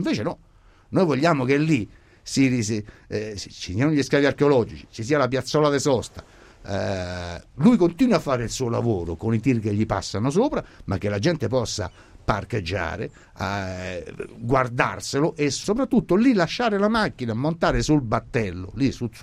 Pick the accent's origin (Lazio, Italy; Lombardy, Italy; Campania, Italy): Lazio, Italy; Latina; Noi veniamo da Latina